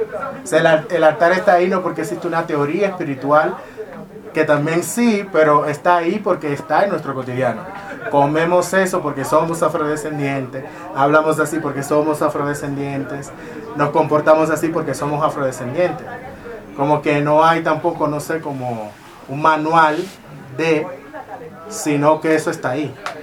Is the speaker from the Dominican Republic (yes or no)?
yes; Dominican Republic; born there; ahí inició, donde yo nací, donde nacemos las dominicanas